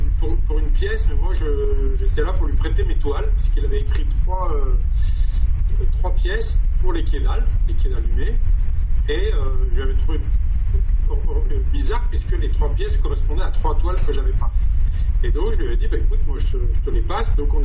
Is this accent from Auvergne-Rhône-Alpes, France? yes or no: yes; Auvergne-Rhône-Alpes, France; now in Saint-Maurice, France; je suis actuellement depuis 2004 dans les Vosges. À la base, je suis savoyard et je suis venu travailler il y a quelques années en Alsace. Et suite à un problème personnel, je suis venu habiter ici à Saint-Maurice.